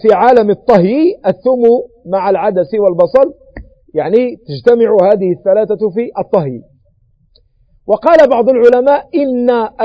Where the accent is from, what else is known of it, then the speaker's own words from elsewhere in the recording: Morocco; ما يسمى عندنا بالمغرب بالبقولة